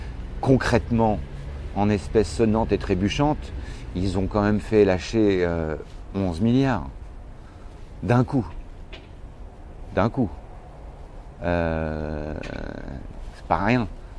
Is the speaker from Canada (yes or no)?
no; France; Je suis un Français, et c'est un peuple très politique, la France, qu'on le veuille ou non.